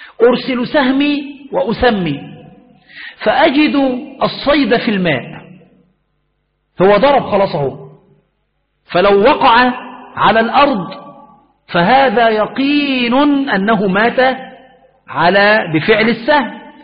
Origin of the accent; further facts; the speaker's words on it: Egypt; وهذا المسألة معروف عندنا في مصر